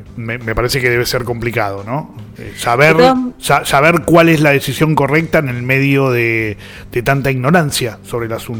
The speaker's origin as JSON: {"language": "Spanish", "region": "Buenos Aires", "country": "Argentina", "said": "El problema somos los porteños y las porteñas."}